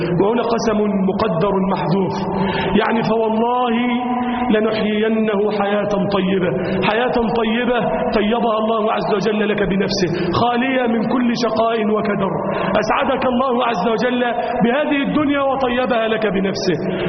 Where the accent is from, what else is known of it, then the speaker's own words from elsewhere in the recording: Egypt; اللهم اجعل بلدنا مصر أمنا أمانا